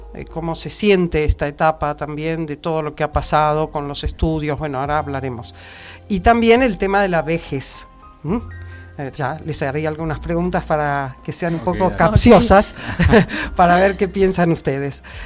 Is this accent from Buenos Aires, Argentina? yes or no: yes; Buenos Aires, Argentina; yo conozco Buenos Aires, pues yo soy de Buenos Aires.